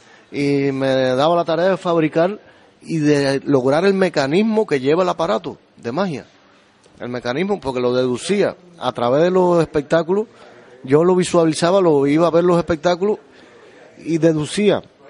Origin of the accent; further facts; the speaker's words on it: Cuba; now in Spain; Pues vengo de Cuba. Desde Cuba a Canarias.